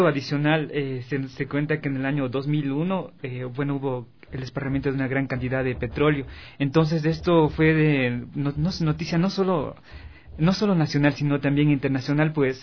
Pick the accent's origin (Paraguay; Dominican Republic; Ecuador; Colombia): Ecuador; Si no somos ecuatorianos, si no conocemos nuestro país, ¿no?